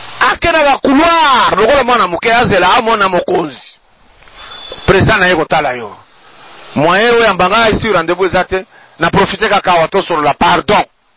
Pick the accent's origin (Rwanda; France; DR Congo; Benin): DR Congo; Mais chez nous en RDC, maï est partout.